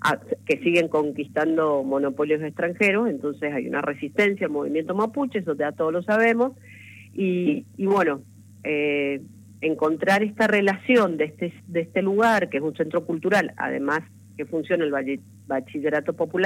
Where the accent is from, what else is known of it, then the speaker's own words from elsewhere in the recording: Mendoza, Argentina; vengo de Mendoza, pero voy a estar en la marcha con ustedes